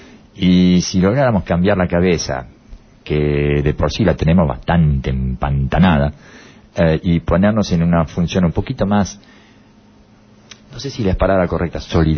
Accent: Uruguay; casualmente es el presidente de mi país, yo soy uruguayo

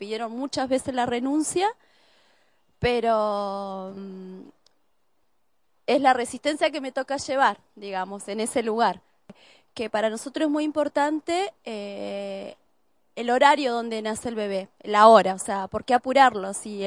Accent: Cutral Có, Neuquén, Argentina; born there; now in General Roca, Argentina; nací en Cutralcó y vivo hace 14 años en Fisquemenuco, que así lo llamamos antiguamente, lo mal llamado General Roca.

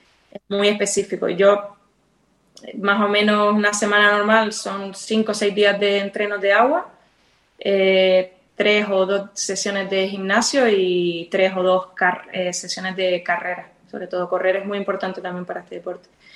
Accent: Fuerteventura, Canary Islands, Spain; tengo la suerte de vivir haber nacido y criado en Fuerteventura, que para mí es un paraíso.

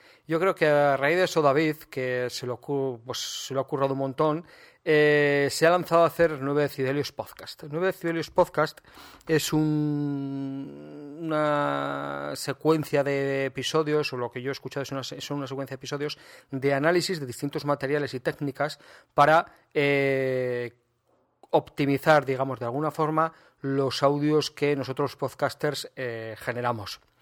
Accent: Aragon, Spain; Estamos a día 23 de abril, patrón de Aragón, mi tierra

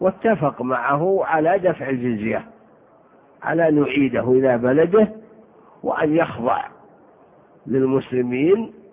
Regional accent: Saudi Arabia; دومة الجنة هذه بلاد في الجوف عندنا في الشمال

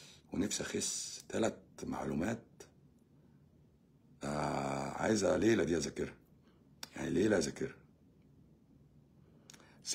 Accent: Egypt; moved away; احنا مصريين في الغربه بنقف مع بعض

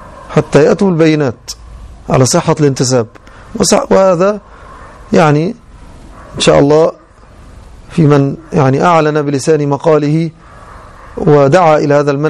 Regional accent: Egypt; كما يظن بعض العامة خاصة عندنا في مصر

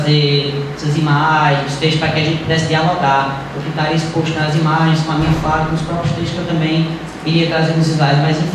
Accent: Juazeiro do Norte, Ceará, Brazil; Bom, falar em Juazeiro do Norte, sempre quando a gente fala, ah, eu sou de Juazeiro, geralmente o pessoal já liga logo, né?

